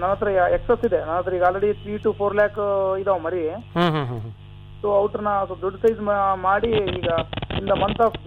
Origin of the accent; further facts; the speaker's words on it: Vadavatti, Karnataka, India; Sir ನಮ್ದು ವಡವಟ್ಟಿ ಅಂತ sir, Siruvara ಅಂತ ಒಂದು ತಾಲೂಕ್ ಇದೆ ಸರ್.